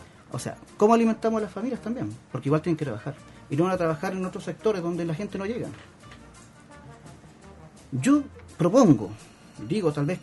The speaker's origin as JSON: {"language": "Spanish", "town": "Concepción", "region": "Biobío", "country": "Chile", "tie": "born or raised there", "said": "Vengo de Nonguén. Ahora, estudié en una escuela de allá de Nonguén, Liceo 34, promoción de 1991."}